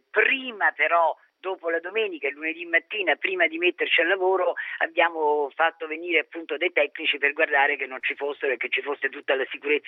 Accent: Sulmona, Abruzzo, Italy; però sono di Sulmona, certo.

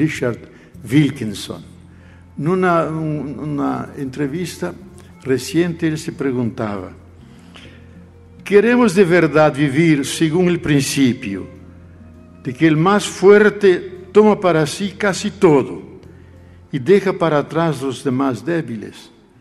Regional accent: Brazil; Spanish is a second language; especialmente en mi país, porque no hay que olvidar que 62% de la población brasileña es afrodescendiente.

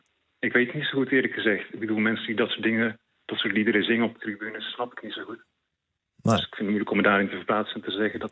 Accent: Tiel, Gelderland, Netherlands; Ik kom zelf uit Tiel, dus op zich nog een stukje bij Den Bosch vandaan. Half uurtje rijden ongeveer.

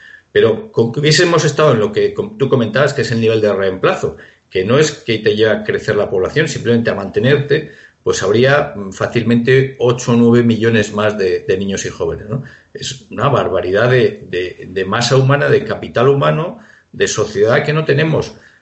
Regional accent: Spain; yo me tengo que preocupar sobre todo si soy español de mi país.

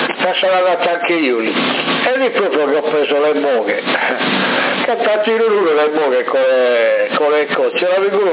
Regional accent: Sardinia, Italy; perché noi non siamo sardi, non siamo di fuori, siamo sardi.

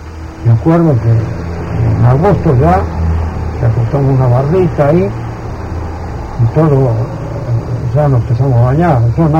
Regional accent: Italy; Spanish is a second language; Y yo soy italiano, no voté una sola vez.

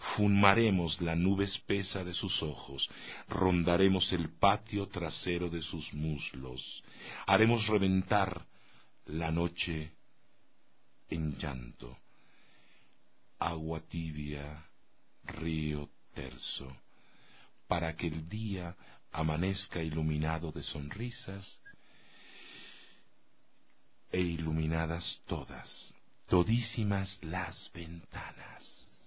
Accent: Mexico; born there; Y yo, en ese sentido, tengo un gran bagaje, nací en México. Si te contara el linaje, si eso existiera, la estirpe de la cual yo vengo, 30% de mi sangre es indígena, 33% es africana, y el resto es una mezcla que va

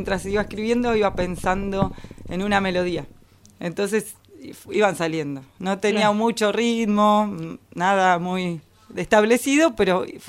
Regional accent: City Bell, Buenos Aires Province, Argentina; Iba a un conservatorio ahí en Citibel. Yo soy de Citibel.

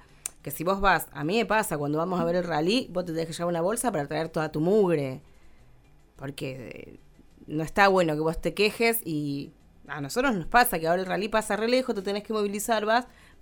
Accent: Córdoba, Argentina; nosotros somos cordobesas

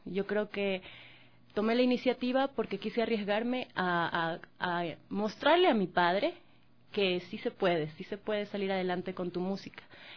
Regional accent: Manabí, Ecuador; A partir de los 4 años empecé a cantar, ya en presentaciones oficiales en Manabí, yo soy de Manabí.

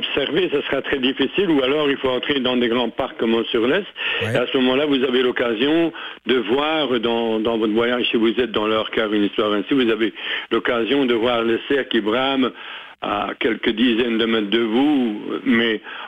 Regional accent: Saint-Hubert, Wallonia, Belgium; on est en plein dedans à l'heure actuelle, en tout cas chez nous à Saint-Hubert

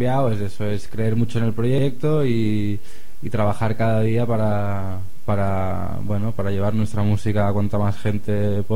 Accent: Barcelona, Catalonia, Spain; No, yo justamente soy del centro de Barcelona.

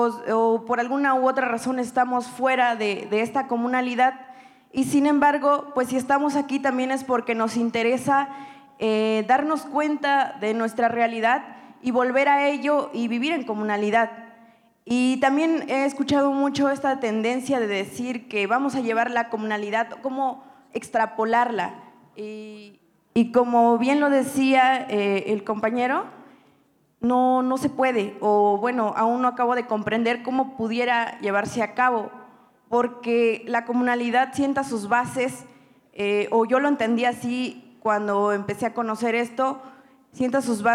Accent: Quioquitani, Oaxaca, Mexico; soy originaria de una comunidad del estado de Oaxaca que se llama Quioquitani. seguramente la mayoría pues no la de ubicar, porque es una de las comunidades o municipios, mejor dicho, más pequeños del estado, con solo 500 habitantes.

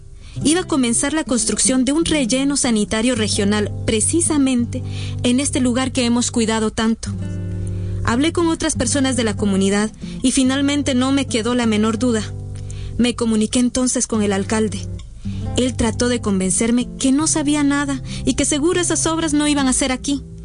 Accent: Amatlán de los Reyes, Veracruz, Mexico; Yo nací aquí, en La Pochota, municipio de Amatlán de los Reyes, Veracruz.

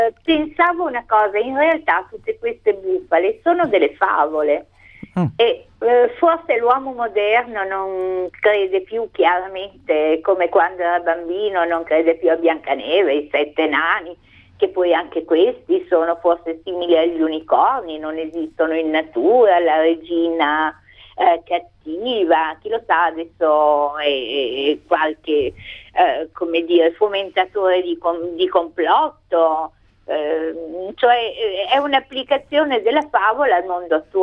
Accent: Milan, Lombardy, Italy; now in Modena, Italy; Io ricordo a Milano, adesso sono abito Modena, ma ricordo, io sono milanese

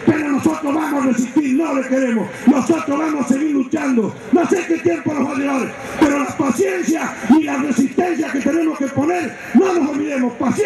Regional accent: Argentina; y como argentinos, el país de la patria tenemos que defender

